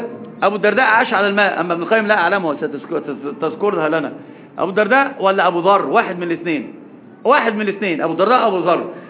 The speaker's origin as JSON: {"language": "Arabic", "country": "Egypt", "said": "وطبعا أصلا المثل العجيب عندنا في مصر عند المقاهي والدكك يقولون إيش؟"}